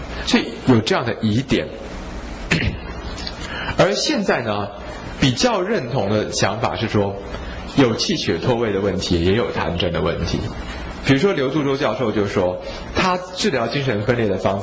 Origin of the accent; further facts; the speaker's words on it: China; 因为我们中国人常等于衡嘛。